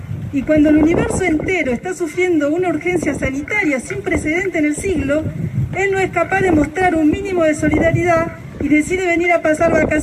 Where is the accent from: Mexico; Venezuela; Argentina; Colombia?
Argentina; now in France; nosotros como ciudadanos argentinos en Francia, nos sentimos comprometidos en apoyar la consolidación de nuestras instituciones